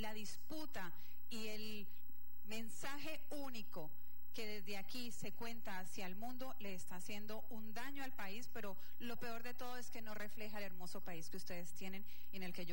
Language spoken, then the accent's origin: Spanish; Colombia; now in Venezuela; compartir un poco de la reflexión mía como colombiana y ya hace 13 años en Venezuela.